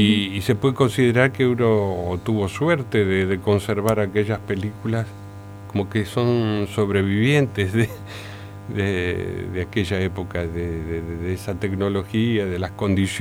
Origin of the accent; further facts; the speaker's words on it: Rosario, Santa Fe, Argentina; los dos padres de uno vienen de la ciudad de Santa Fe, la capital de esta provincia que a veces, de la que a veces como rosarinos no nos reconocemos parte.